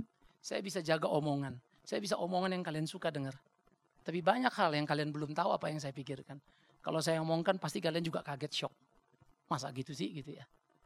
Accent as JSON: {"language": "Indonesian", "region": "North Sumatra", "country": "Indonesia", "said": "Apalagi saya orang Batak. Gak suka kau ya kita barang. Kau jual, ku beli."}